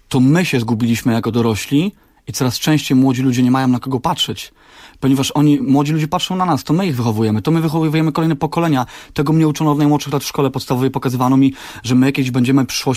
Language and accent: Polish; Pabianice, Łódź Voivodeship, Poland; Tak, jestem z Pabianic, jestem 35-letnim tatą z ogromem pomysłów dla mojej córeczki